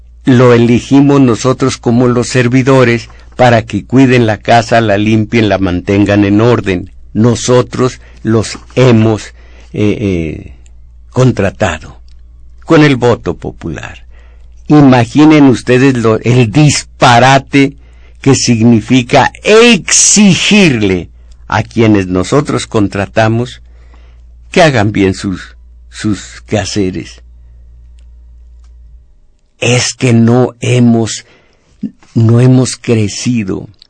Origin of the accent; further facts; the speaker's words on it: Mexico; Fíjense cómo somos mexicanos, tenemos que agregar films.